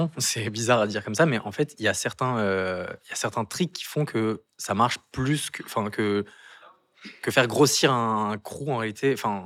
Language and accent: French; Versailles, Île-de-France, France; born there; Je suis né à Versailles en réalité.